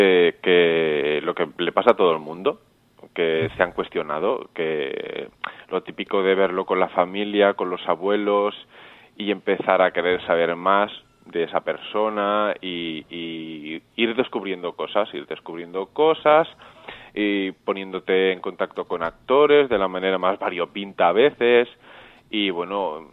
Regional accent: Olesa de Montserrat, Catalonia, Spain; soy de Olesa de Montserrat, Barcelona.

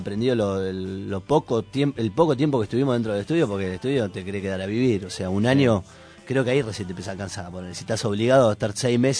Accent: Bariloche, Río Negro, Argentina; now in Buenos Aires, Argentina; después de estar muchos años en la Patagonia, somos de Bariloche y nos vinimos a vivir a Buenos Aires.

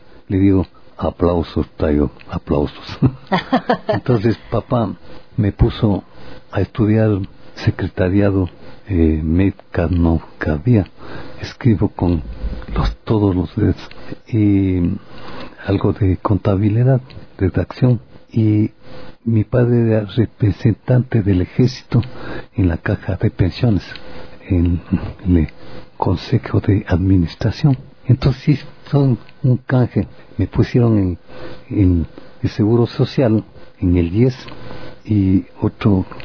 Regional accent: Ecuador; ¿De dónde eres? Del Ecuador. Digo, frontera con Colombia.

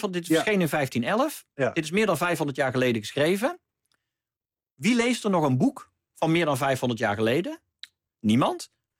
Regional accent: North Brabant, Netherlands; Of wat bij ons in Brabant in het dorp... tonpraten of buutreden, wat je met carnaval doet.

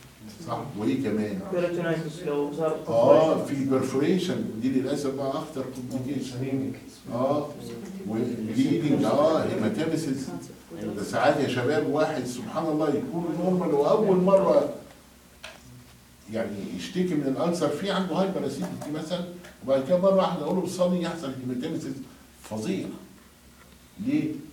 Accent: Egypt; عندنا في مصر كلنا مشتركين في نوادي رياضيه

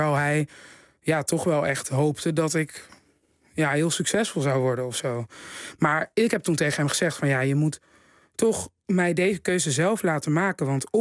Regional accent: Haarlem, North Holland, Netherlands; Want ja, ik kom uit Haarlem, jongens.

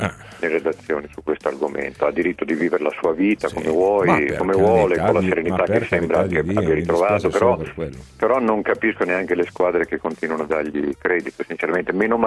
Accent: Emilia-Romagna, Italy; se lo disputavano dalle mie parti, cioè Romagna

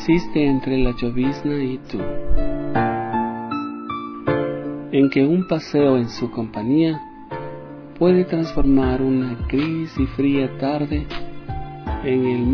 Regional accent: Ecuador; Como ecuatorianos, como gestores de la cultura, del arte.

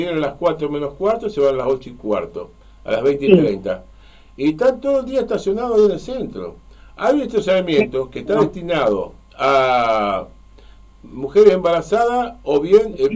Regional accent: Santa Fe, Argentina; yo soy santafesino de origen. Pero estoy desilusionado con Santa Fe.

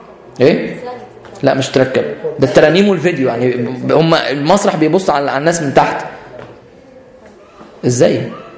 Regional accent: Egypt; يبقى احنا بنفتخر بان احنا مصريين

